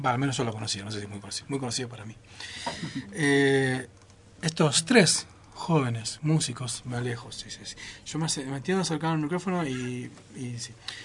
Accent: Lago Puelo, Chubut, Argentina; Los que somos de Puelo venimos a Bolsón a ver espectáculos

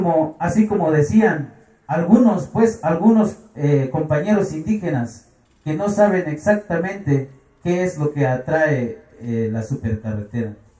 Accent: San Sebastián Bachajón, Chiapas, Mexico; Spanish is a second language; Somos muy pocos de San Sebastián Bachajón que sabemos un poco el castellano.

